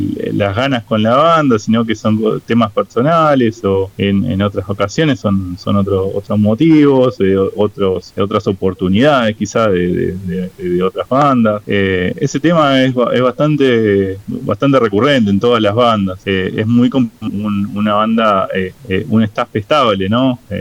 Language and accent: Spanish; Burzaco, Buenos Aires Province, Argentina; somos de Bursaco, se forma en Bursaco la banda, la mayoría somos de acá de Bursaco